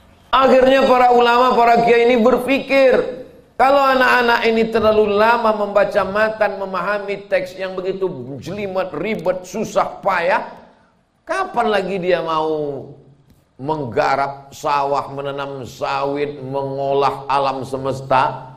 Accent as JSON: {"language": "Indonesian", "region": "Sumatra", "country": "Indonesia", "said": "Padahal saya orang Melayu. Saya asli orang Melayu, dari Pulau Sumatera."}